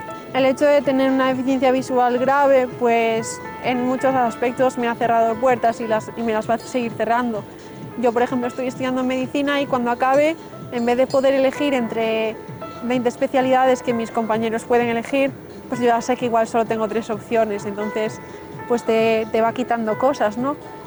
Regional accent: Vigo, Galicia, Spain; born there; now in Santiago de Compostela, Spain; tanto en Vigo, donde nací, como en Santiago, que es donde vivo ahora.

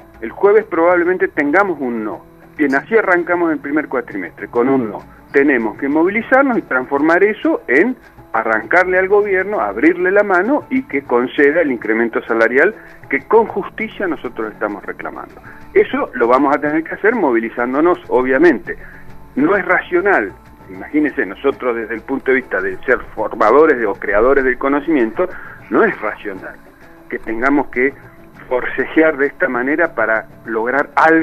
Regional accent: Neuquén, Argentina; Yo soy justamente de la Patagonia, yo soy de Neuquén.

